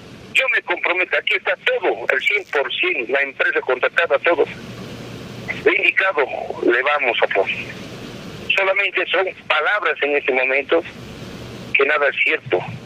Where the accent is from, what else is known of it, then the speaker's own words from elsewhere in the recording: Potosí, Bolivia; Nosotros también como dirigentes no nos gustaría confrontarnos, somos potosinos